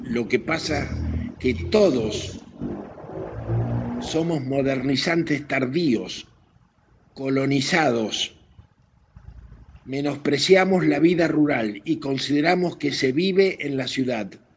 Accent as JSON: {"language": "Spanish", "country": "Argentina", "said": "Y a mí me dio mucha vergüenza, como ciudadano argentino"}